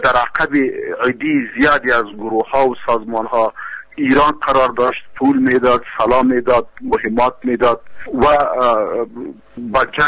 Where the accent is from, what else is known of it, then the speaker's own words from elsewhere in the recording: Afghanistan; من یک افغان هستم و در جامعه افغانی زندگی میکنم